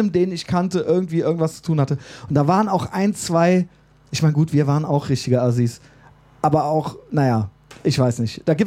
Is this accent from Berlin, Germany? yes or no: no; Koblenz, Rhineland-Palatinate, Germany; ich sehe mich ja völlig als Rheinländer, auch wenn man als Koblenzer oder wieder manchmal so als Pfälzer